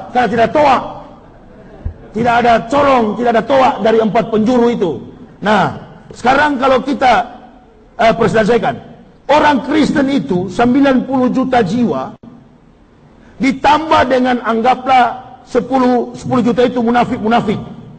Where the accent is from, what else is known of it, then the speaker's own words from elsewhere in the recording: Manado, North Sulawesi, Indonesia; Bahkan Manado, kampung halaman saya